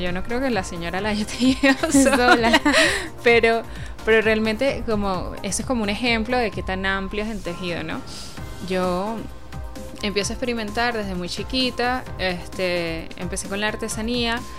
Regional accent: Caracas, Capital District, Venezuela; also born or lived in Cumaná; Yo soy de Cumaná. Yo nací en el estado Sucre y llego a Caracas como a los 3 años, 3, 4 años.

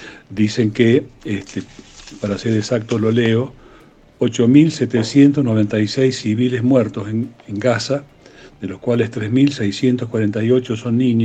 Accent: Córdoba, Argentina; porque obviamente soy cordobés y soy argentino

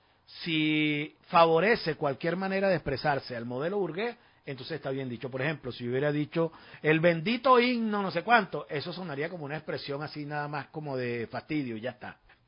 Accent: Venezuela; Somos venezolanos y tenemos que defender el principio de soberanía de nuestra patria

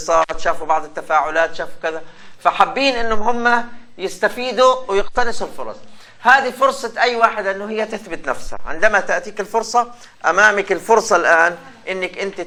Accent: Palestine; يمكن احنا كفلسطينيين تحديدا هو انه هذه عمل وطني باحتراف واقتدار

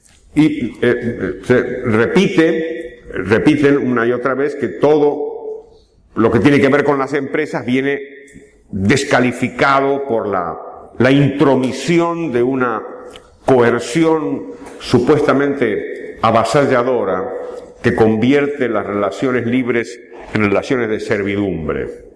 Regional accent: Argentina; Por cierto, no somos los argentinos los que inventamos el impago

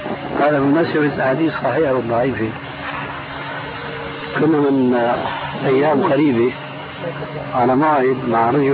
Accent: Damascus, Damascus Governorate, Syria; أقول ناس عندنا في دمشق يعني

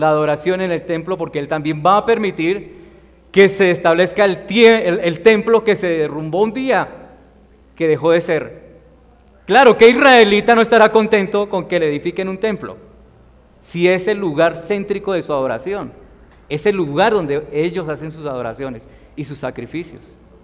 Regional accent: Colombia; nosotros también como ciudadanos colombianos queremos que haya paz en nuestro país

